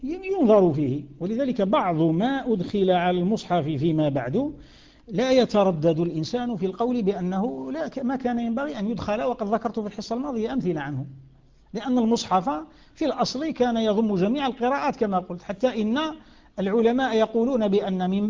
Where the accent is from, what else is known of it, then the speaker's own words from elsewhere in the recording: Algeria; القيف كما يسموه عندنا في الجزائر، الوقف